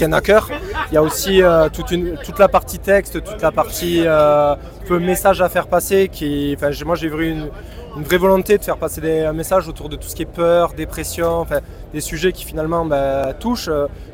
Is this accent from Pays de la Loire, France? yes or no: no; Toulouse, Occitanie, France; Vous passez notamment chez nous à Toulouse